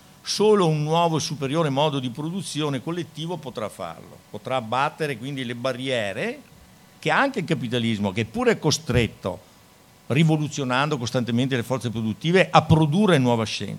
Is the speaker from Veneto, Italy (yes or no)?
yes; Schio, Veneto, Italy; un compagno di Schio, da cui io vengo, cittadina del Veneto da cui io vengo.